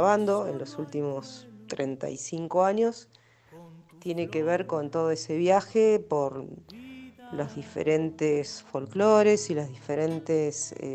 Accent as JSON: {"language": "Spanish", "region": "Buenos Aires", "country": "Argentina", "tie": "born there", "also_born_or_lived": "Spain", "lives_now": "San Esteban, Argentina", "said": "Vivo en San Esteban, aquí cerquita, y bueno, nací en Buenos Aires, y después, cuando ya me independicé un poco, empecé a viajar mucho. Viví 10 años en España, que mi familia es de ahí, mi mamá es andaluza, de Sevilla."}